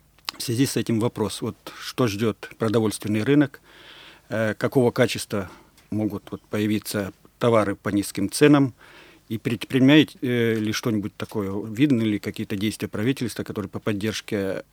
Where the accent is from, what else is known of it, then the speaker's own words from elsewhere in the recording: Zheleznogorsk, Kursk Oblast, Russia; Я из Железногорска, Курской области, маленького города, где зарплата средняя 10 500, и основное население покупает продовольствие в магазинах низких цен.